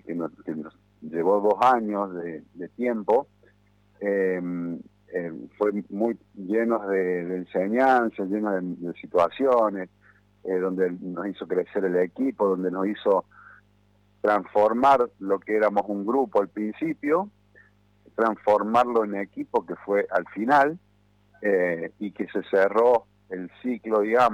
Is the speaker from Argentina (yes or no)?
yes; Córdoba, Argentina; Y soy cordobés, bueno, aviso por la duda.